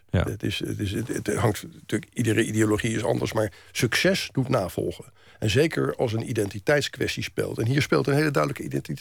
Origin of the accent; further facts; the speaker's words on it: The Hague, South Holland, Netherlands; Ik ben een Hagenaar, ik ken die stad goed.